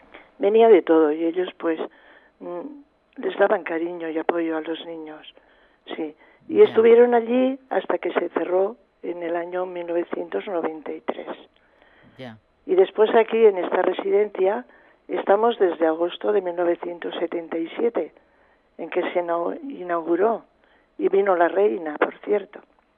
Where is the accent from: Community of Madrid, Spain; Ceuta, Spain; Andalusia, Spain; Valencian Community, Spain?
Valencian Community, Spain; Callosa d'en Sarrià; yo soy de la provincia de Alicante, soy de Callosa de Sarriá, al lado de Benidorm. Bueno, es muy parecido tanto el clima como el habla y todo con Ibiza.